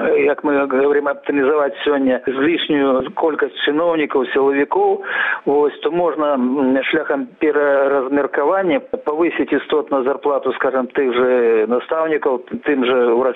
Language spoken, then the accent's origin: Russian; Belarus; Добро, мы, белорусы, погодимся, давайте нам $1000